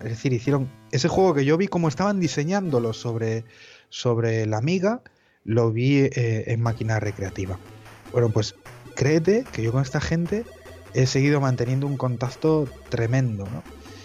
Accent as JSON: {"language": "Spanish", "region": "Cantabria", "country": "Spain", "said": "Yo soy de Cantabria, de un pueblecito"}